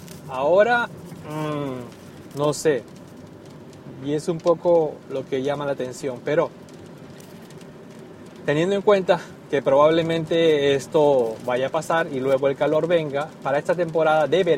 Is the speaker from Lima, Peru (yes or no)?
yes; Lima, Peru; Que en mi país, y no en mi país, sino en Lima, generalmente, es un clima templado y no tan extremo.